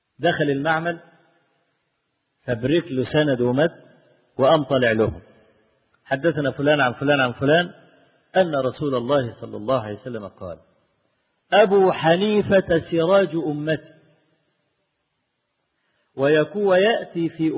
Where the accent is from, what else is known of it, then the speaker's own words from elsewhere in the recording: Egypt; أنا مصري المصر وشافعي، فأنا لا ما تمذهبت للشافعي الحقيقة، أنا جل يعني ما أذهب إليه في مذهب الإمام أحمد بن حنبل،